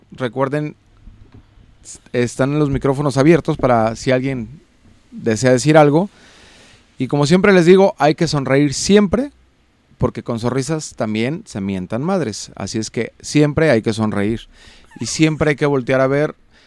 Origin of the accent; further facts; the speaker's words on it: Mexico; un saludo por cierto a toda la gente de San Antonio Juanacaxle, mi tierra querida, mi rancho.